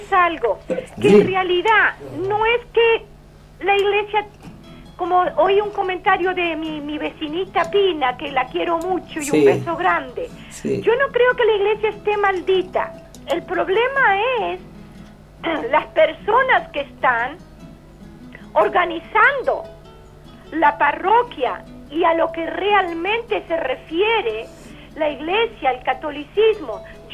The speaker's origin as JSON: {"language": "Spanish", "town": "Soca", "region": "Canelones", "country": "Uruguay", "tie": "born or raised there", "said": "Para mí, bueno, Soca es mi pueblito querido"}